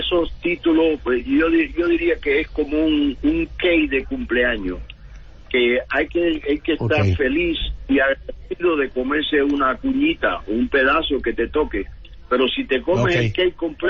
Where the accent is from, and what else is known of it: Cuba; moved away as an adult